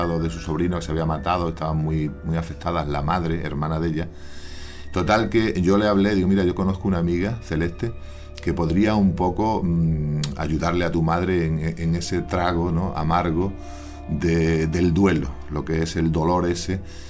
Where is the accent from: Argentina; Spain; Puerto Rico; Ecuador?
Spain; Extremadura; born there; Yo soy nacido en Extremadura, llevo ya más de 30 años aquí en Andalucía